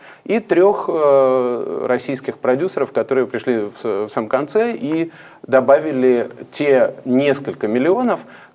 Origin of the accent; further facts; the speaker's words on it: Riga, Latvia; moved away; когда я после очень долгого отсутствия прибыл в Ригу, откуда я родом, в 2014 году